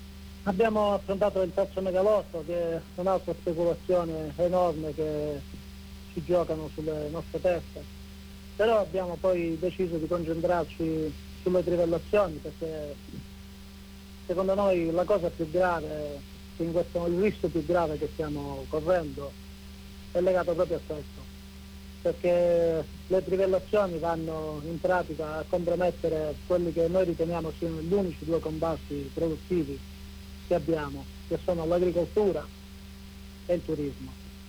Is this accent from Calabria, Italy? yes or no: yes; Calabria, Italy; eravamo soli come calabresi purtroppo anche là